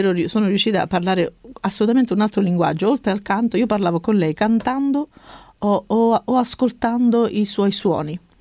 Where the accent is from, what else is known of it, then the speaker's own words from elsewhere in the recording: Cosenza, Calabria, Italy; born there; io sono nata a Cosenza.